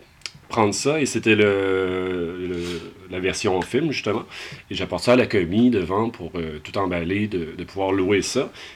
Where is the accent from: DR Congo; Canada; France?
Canada; Lévis, Quebec; parce qu'on vient de Lévis, en face de Québec.